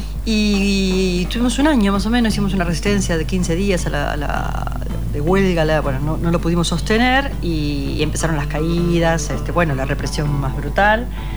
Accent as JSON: {"language": "Spanish", "country": "Uruguay", "said": "yo claro, soy uruguaya"}